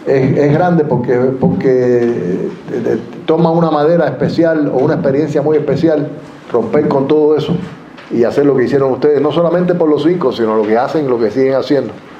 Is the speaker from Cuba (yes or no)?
yes; Cuba; also born or lived in United States; Tú sabes que yo nací allá, yo nací en Estados Unidos. Y yo tuve la tremenda suerte de que mis padres me trajeran para Cuba, con 5 años.